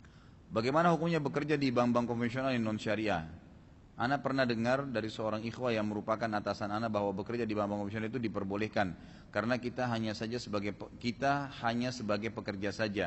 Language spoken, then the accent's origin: Indonesian; Makassar, South Sulawesi, Indonesia; born there; saya lahirnya di Makassar gitu kan